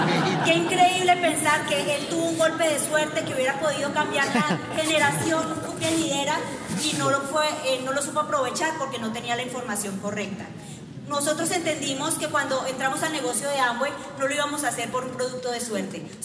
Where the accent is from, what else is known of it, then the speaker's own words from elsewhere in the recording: Moniquirá, Boyacá, Colombia; Fausto y yo nacimos en Moniquirá, Boyacá. Estamos a 5 horitas nada más de allá. Crecimos en rodeados de pollitos, gallinas, caballos, marranitos, somos hijos de personas campesinas, personas muy trabajadoras, y pues de ahí venimos Fausto y yo